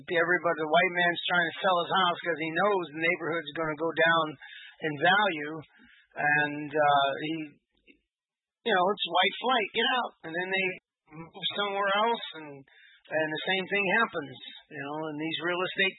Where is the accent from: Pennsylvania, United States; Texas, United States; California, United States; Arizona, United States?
California, United States; Los Angeles; it's just like in the neighborhoods where I was raised in Southeast L.A., back in the 60s and everything